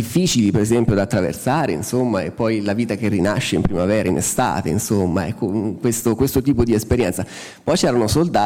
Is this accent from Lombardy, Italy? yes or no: no; Umbria, Italy; io vengo dall'Umbria, chiaramente una regione agricola per eccellenza